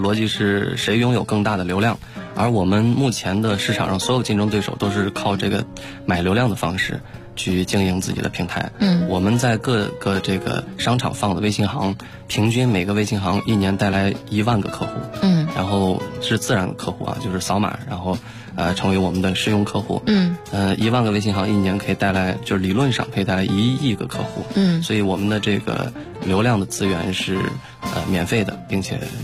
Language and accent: Chinese; Shangluo, Shaanxi, China; 我从我的老家这个大秦岭的山城上洛，然后到西安就是省城去上课